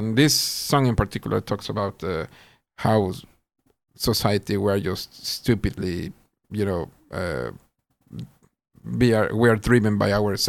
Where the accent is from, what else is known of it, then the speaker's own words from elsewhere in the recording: Mexico City, Mexico; now in Sweden; I was born and raised in Mexico City.